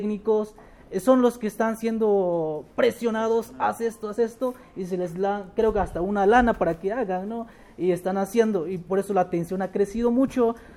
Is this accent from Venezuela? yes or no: no; Campeche, Mexico; born there; porque también sí me siento parte chiapaneco, aunque nací en Campeche